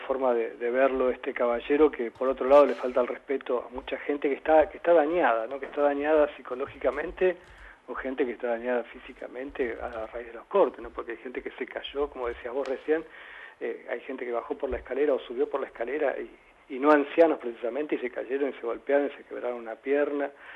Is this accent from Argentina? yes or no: yes; Buenos Aires, Argentina; y eso es porque somos argentinos y porque somos porteños